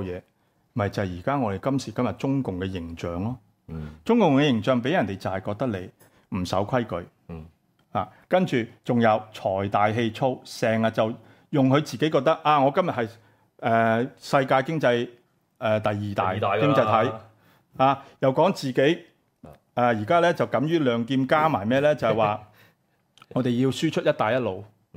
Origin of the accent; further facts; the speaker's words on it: Hong Kong; 不要说我们香港人對於佢嗰個嘅印象係大大減分